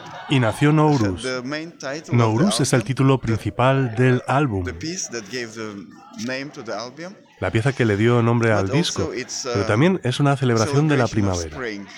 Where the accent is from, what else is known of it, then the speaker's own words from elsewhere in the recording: Tashkent, Uzbekistan; Spanish is a second language; now in Switzerland; en Suiza, donde estamos radicados. De hecho, yo nací en Tashkent, en Uzbekistán